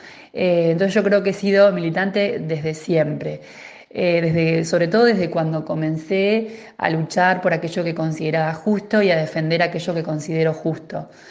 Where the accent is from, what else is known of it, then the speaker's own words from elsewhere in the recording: General Pinto, Buenos Aires Province, Argentina; yo soy de General Pinto, ¿no?